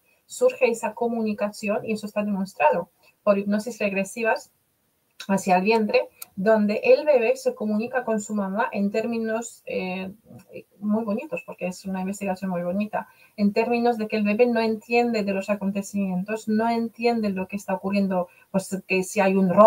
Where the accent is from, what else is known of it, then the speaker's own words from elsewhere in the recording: Poland; Spanish is a second language; now in Spain; como yo soy polaca, vivo desde hace 30 años en España